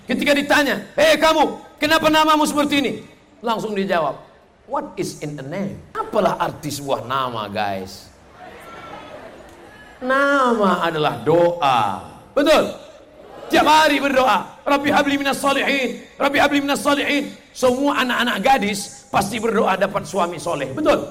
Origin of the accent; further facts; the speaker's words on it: Riau, Indonesia; Di Riau saya ceramah. Tak terhitung lagi karena kampung saya sendiri.